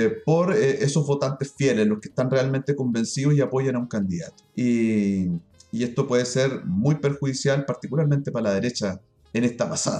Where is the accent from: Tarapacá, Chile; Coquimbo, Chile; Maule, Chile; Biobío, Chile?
Biobío, Chile; Concepción; somos gente de clase popular, somos gente de Gran Concepción, de familias obreras, digamos.